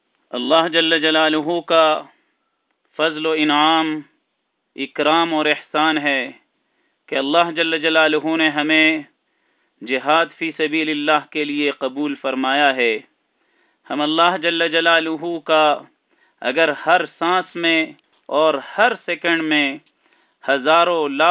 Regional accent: Pakistan; لیکن بطور تعارف اپنے ہی وطن پاکستان میں ہم نے جہاد کا سلسلہ شروع کیا

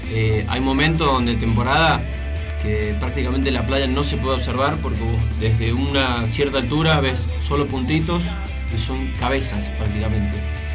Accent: Argentina; moved away; porque yo me esperaba que me dijeran que no, por ser argentino, por no tener el curso de ellos

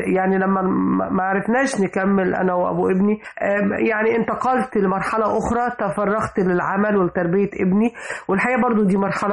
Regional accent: Upper Egypt, Egypt; لما جيت اشتغل في الدراسات العليا انا بنت الصعيد

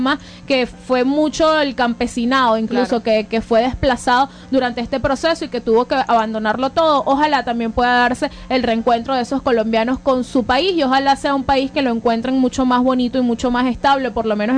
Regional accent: Venezuela; Nosotros debemos sentirnos orgullosos también como venezolanos

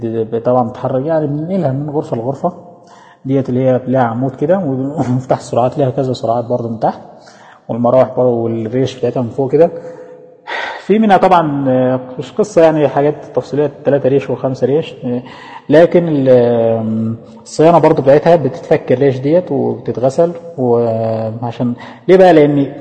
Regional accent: Egypt; now in Saudi Arabia; الكهرباء عموما اللي عندنا في مصر 220 فولت

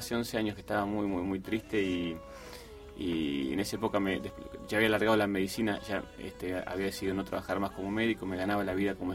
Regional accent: Pergamino, Buenos Aires Province, Argentina; born there; Yo nací en Pergamino.

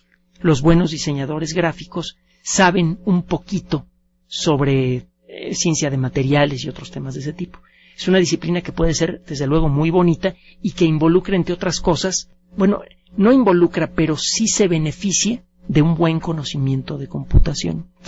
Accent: Mexico City, Mexico; No, nací aquí en el Distrito Federal, viví mis primeros años en el mero centro, y tengo mitad sangre libanesa y mitad mexicana.

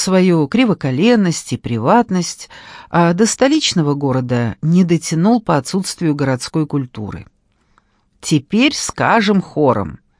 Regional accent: Moscow, Russia; Я в Москве северянка. Жила на Каляевской, потом на Лесной, теперь вот на аэропорте уже 30 лет. Я люблю север Москвы.

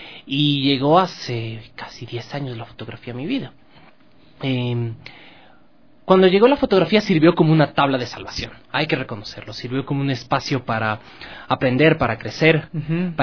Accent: Quito, Pichincha, Ecuador; yo nací y crecí en La Trola, el centro histórico de Quito, y siempre ha sido mi entorno natural.

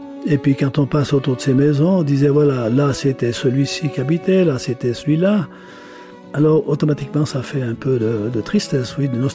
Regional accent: Vicher, Switzerland; Mon papa était de Fontaine-de-Suye et ma maman était de Vicher. Je suis né le 10 mars 1941 et j'ai vécu mon enfance, ma jeunesse à Vicher.

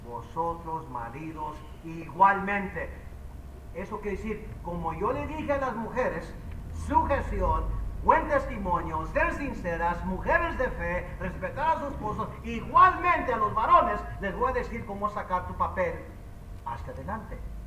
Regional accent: Mexico; yo soy mexicano, yo sé lo que estoy hablando

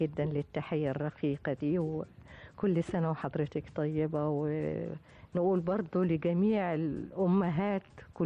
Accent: Tanta, Gharbia, Egypt; وابتدأت الحقيقة فعلا من الطفولة لمشاهدتي سيرك الحلو في بلدي طنطا.

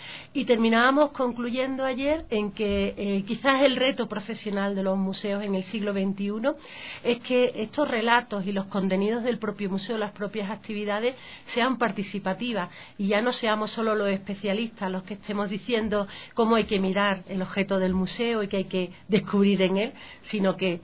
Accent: Andalusia, Spain; yo vengo en representación del Ministerio de Cultura y de mi región, de la Comunidad Autónoma de Andalucía

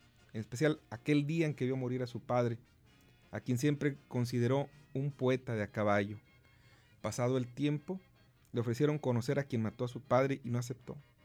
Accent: Santa Catarina, Nuevo León, Mexico; Yo comparo, yo que soy de Santa Catarina, comparo mamá con la Sierra de la Ventana.

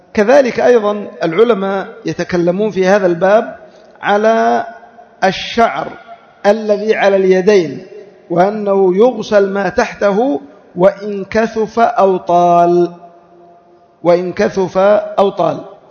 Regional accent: Yemen; على وجه الخصوص عندنا في اليمن

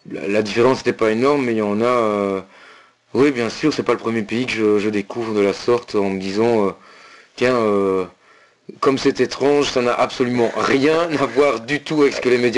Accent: Belgium; accent: Belgian French; qui reconnaissaient mon accent français, enfin belge, et qui me demandaient ce que je faisais là

